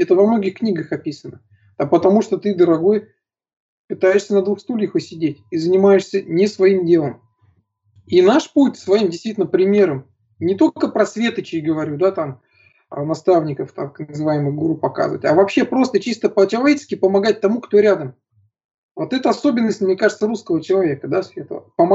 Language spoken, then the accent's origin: Russian; Ufa, Bashkortostan, Russia; я вырос в Уфе. Уфа – это очень такой энергетически тяжелый город.